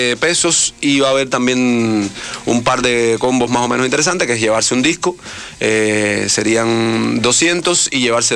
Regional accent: Cuba; No, era cubano, soy cubano, sí.

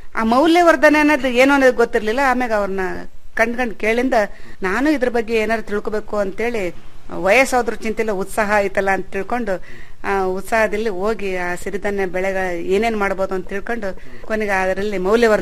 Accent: Shivamogga, Karnataka, India; ಹುಟ್ಟೂರು ನಂದು ಶಿವಮೊಗ್ಗ ಜಿಲ್ಲೆ ಆಗಿರೋದ್ರಿಂದ ನಾನು ಅಲ್ಲೂ ನೋಡಿಲ್ಲ. ನಾನು ಬರೀ ಭತ್ತದ ಬೆಳೆ ಕಂಡವಳು.

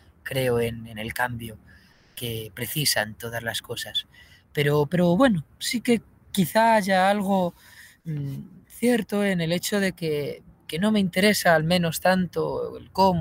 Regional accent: Getafe, Community of Madrid, Spain; es verdad que soy de Getafe, tengo muy cerca esas cigüeñas de Alcalá

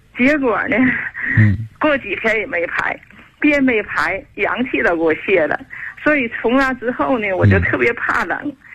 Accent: Shenyang, Liaoning, China; moved away as an adult; now in Chengdu, China; 我是地道的沈阳人。

